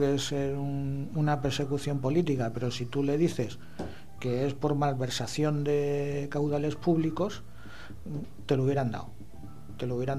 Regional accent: Spain; sobre todo en una cultura como la española, que no estamos acostumbrados a escribir a nuestro diputado

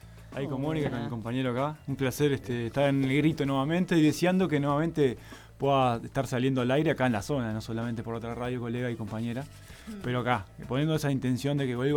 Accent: Uruguay; vengo de Uruguay y no conocía Tras la Sierra

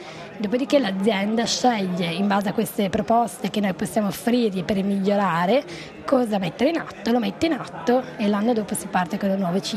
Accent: Aosta, Aosta Valley, Italy; perché sono di Aosta di origine.

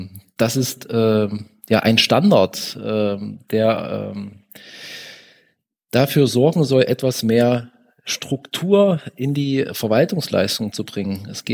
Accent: Magdeburg, Saxony-Anhalt, Germany; Ich bin aus Magdeburg und bin auch in Magdeburg

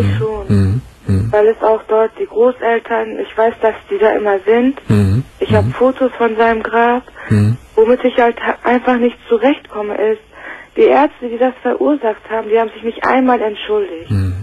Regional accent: Turkey; also ich bin Türkin, das Kind wurde nach Türkei gebracht

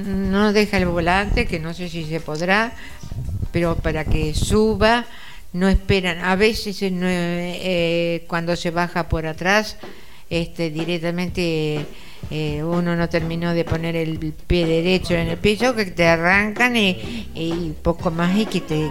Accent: Ayacucho, Buenos Aires Province, Argentina; born there; Yo nací en Ayacucho, sí.

